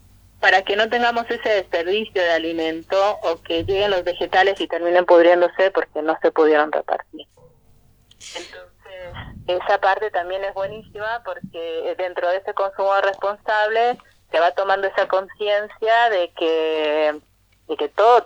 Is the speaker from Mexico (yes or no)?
yes; Mexico; now in Argentina; somos residentes argentinos, pero yo, por ejemplo, soy mexicana, ponemos esa impronta del sabor de donde venimos